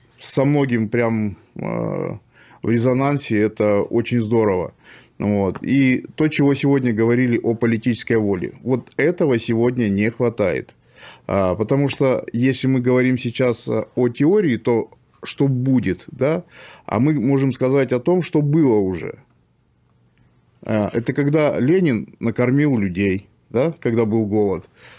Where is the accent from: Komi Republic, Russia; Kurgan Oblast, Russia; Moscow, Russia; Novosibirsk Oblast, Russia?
Kurgan Oblast, Russia; Kurgan; born there; Я просто сам из Курганской области, да, я в Кургане родился.